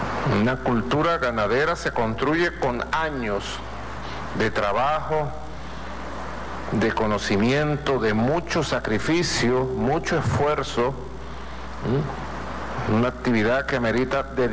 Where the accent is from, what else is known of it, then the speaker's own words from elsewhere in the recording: Caracas, Capital District, Venezuela; Yo soy caraqueño y recuerdo los carnavales de hace muchos años.